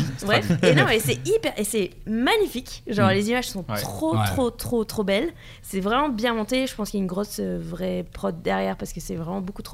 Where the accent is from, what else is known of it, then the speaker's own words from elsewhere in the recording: Toulouse, Occitanie, France; Je viens de Toulouse.